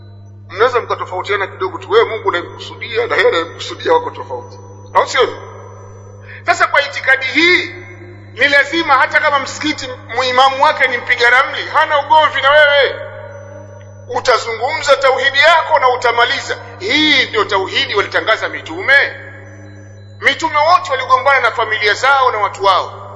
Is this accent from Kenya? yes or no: no; Tabora, Tanzania; Kuna mmoja kule kwetu Tabora, ni shekhi kule kwetu